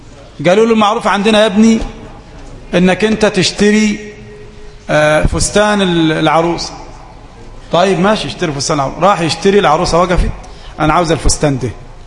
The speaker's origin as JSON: {"language": "Arabic", "country": "Egypt", "said": "ممكن عندنا في مصر مثلا يعني نعمل اصطلاح إذا كانت خضراء نقف وزرقاء نمشي؟"}